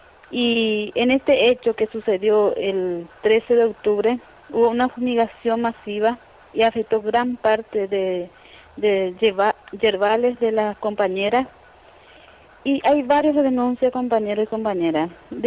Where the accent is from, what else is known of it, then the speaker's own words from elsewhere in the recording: Caaguazú, Paraguay; Yo soy de departamento de Caguazú, de acá de Paraguay.